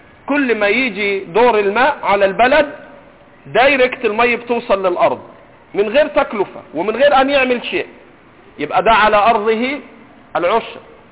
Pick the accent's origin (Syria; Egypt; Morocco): Egypt; عندنا في مصر ما بيشتروش مية في الغالب، بيجيبوش تريلات.